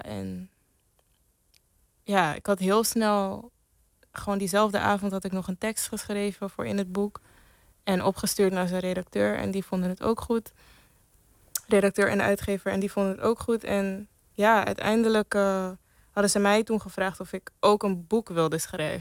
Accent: Amsterdam, North Holland, Netherlands; In Amsterdam Zuidoost.

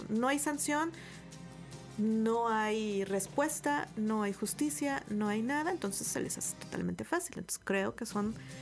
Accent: Mexico; como buenas mexicanas, inscribiéndonos al último.

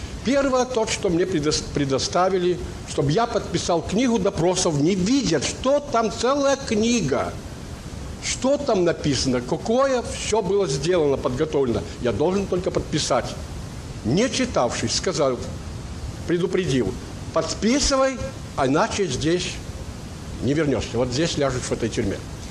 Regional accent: Mogilev Region, Belarus; я сам с Белоруссии, Могилевской области. Наша семья состояла из 10 детей, отца и матери.

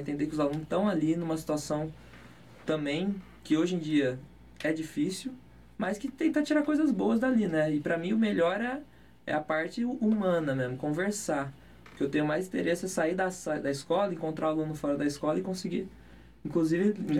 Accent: Ribeirão Preto, São Paulo, Brazil; moved away as an adult; Minha família é de Ribeirão Preto, tanto do meu pai quanto da minha mãe. Só que eu vim pra cá em 2006

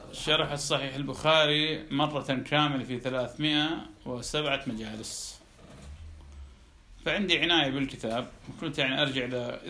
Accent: Iraq; كان عندنا بالعراق

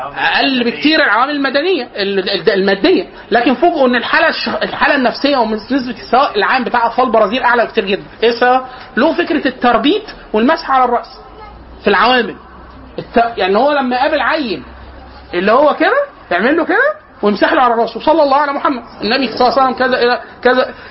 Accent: Egypt; احنا عندنا في مصر لازم نفترق مطبات عند النور

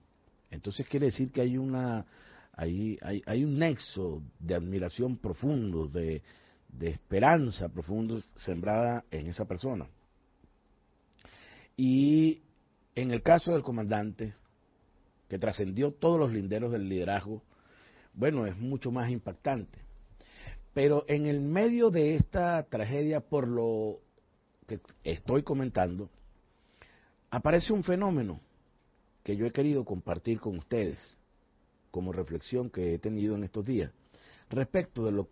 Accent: Caracas, Capital District, Venezuela; Les digo que, como caraqueño, les voy a pedir disculpas porque ayer estuve en una actividad que me fatigó la garganta.

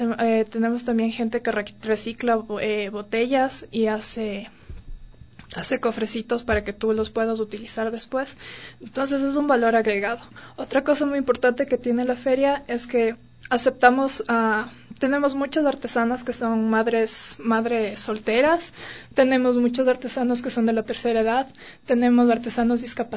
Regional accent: Ecuador; nosotros reflejamos lo que somos como ecuatorianos

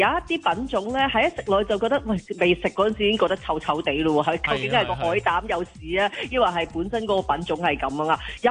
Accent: China; 但系譬如我哋中国人咧就好兴咧

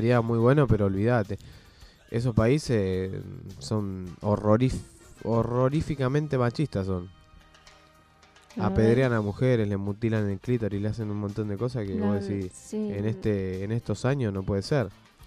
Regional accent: Argentina; Yo puedo ir a, no sé, me puedo ir a Groenlandia, pero voy a seguir siendo argentino. Y siempre voy a extrañar mi país y mi tierra.

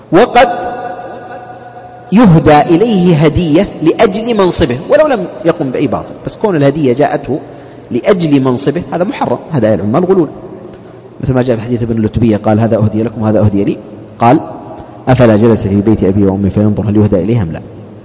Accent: Saudi Arabia; لأن الطاقة الشمسية عندنا في السعودية هنا لم تنتشر انتشارا كبيرا

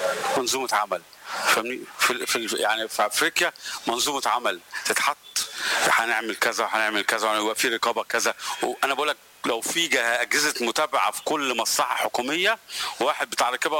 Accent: Egypt; يعني عندنا في مصر في كل المجالات ناس عباقره في الزراعه وفي الطب وفي الهندسه

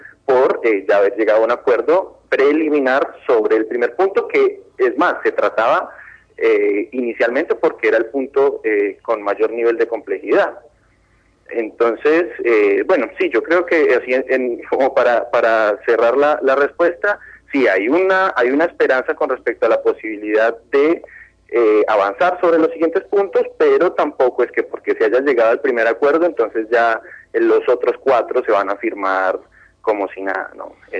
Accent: Colombia; como colombianos y como pueblos de Latinoamérica

